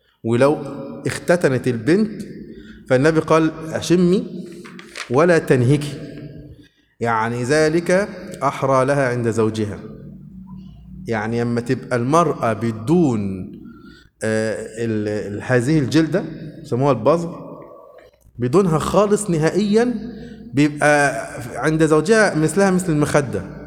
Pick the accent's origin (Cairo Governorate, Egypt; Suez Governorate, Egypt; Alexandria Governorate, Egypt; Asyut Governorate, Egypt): Suez Governorate, Egypt; Suez; born there; also born or lived in Upper Egypt; انا مواليد في السويس، لكن هناك في الصعيد عملوا مولد انا وولاد خالتي